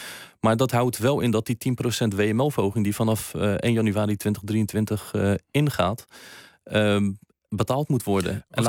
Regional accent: Westland, South Holland, Netherlands; Ik kom zelf uit het Westland, dus het kan ook een glastuinbouwbedrijf zijn.

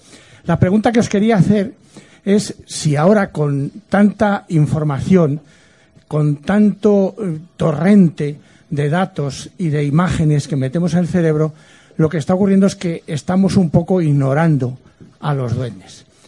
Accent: Zamora, Castile and León, Spain; Yo soy de Zamora.

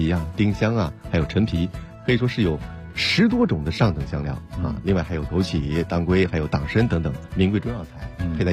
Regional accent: Beijing, China; 我们北京人啊是特别喜欢吃鸭子的

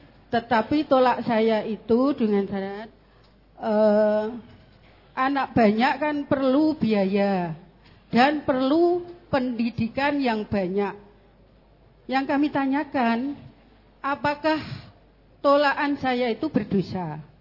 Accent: Cepu, Central Java, Indonesia; Saya dari Cepu, Pak.

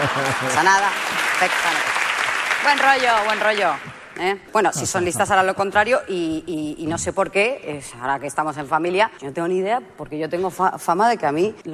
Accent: Argentina; born there; yo nací en Argentina y voy a hablar de mí.

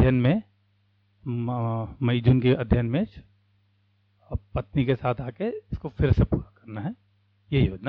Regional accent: Raipur, Chhattisgarh, India; मैं रायपुर से आया हूँ।

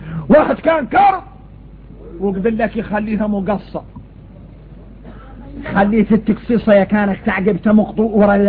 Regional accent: Mauritania; عندنا إحنا موريتاني

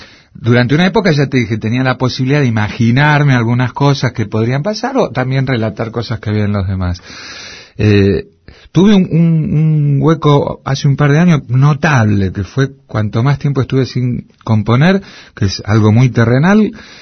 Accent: Argentina; yo soy muy argentino, entonces tengo el choque

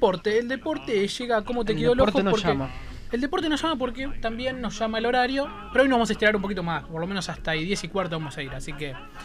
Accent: Argentina; Pero nosotros somos argentinos, claro. Así te lo digo, somos argentinos.

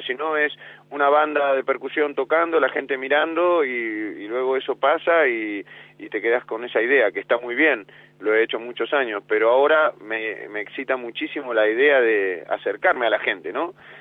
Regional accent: Casar de Cáceres, Extremadura, Spain; yo ando con muchas ganas en agosto de hacer un festival aquí en mi pueblo del Casar de Cáceres

